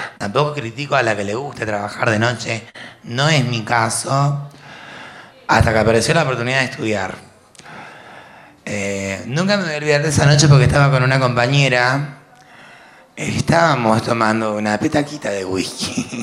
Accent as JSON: {"language": "Spanish", "region": "Mendoza", "country": "Argentina", "lives_now": "Buenos Aires, Argentina", "said": "también quiero aclarar que vengo de Mendoza, que vengo desde muy lejos, y que siempre supe que había alguna posibilidad acá en Buenos Aires, y de hecho la tuve."}